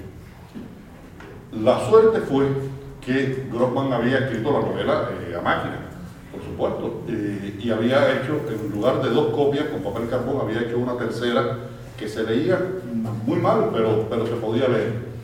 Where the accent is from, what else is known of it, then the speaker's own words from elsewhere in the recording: Cuba; me preguntan muchísimo, soy cubano, imagínense ustedes, me preguntan sobre cosas políticas de Cuba.